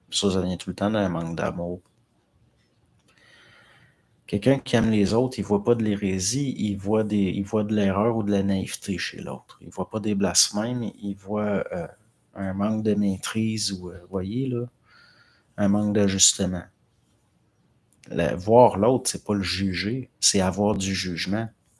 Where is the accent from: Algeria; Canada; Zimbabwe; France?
Canada; Quebec; c'est là qu'on voit qu'on est des Latins, les Québécois.